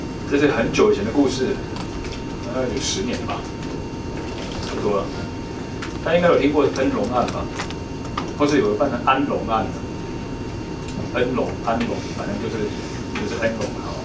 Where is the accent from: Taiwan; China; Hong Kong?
Taiwan; 这个在我台湾人的心中我无法理解。